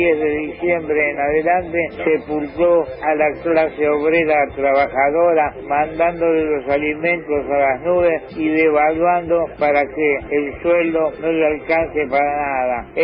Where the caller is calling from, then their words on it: Sarandí, Buenos Aires Province, Argentina; de Sarandí, el pibe de 87 agosto, con mucha calle y argentino hasta la médula.